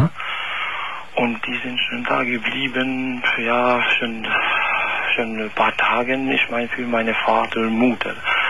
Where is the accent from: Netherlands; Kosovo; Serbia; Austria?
Kosovo; now in Koblenz, Germany; Ich komme aus Kosovo.